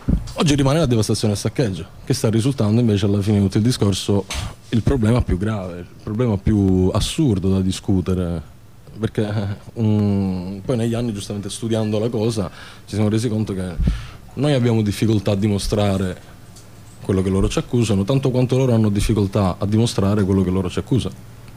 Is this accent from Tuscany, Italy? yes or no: no; Palermo, Sicily, Italy; non siamo di Genova, siamo di Palermo